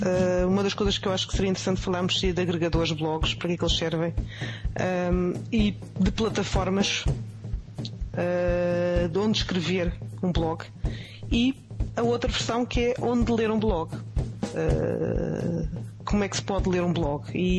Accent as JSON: {"language": "Portuguese", "country": "Portugal", "said": "E é preciso não esquecer que somos portugueses, portanto."}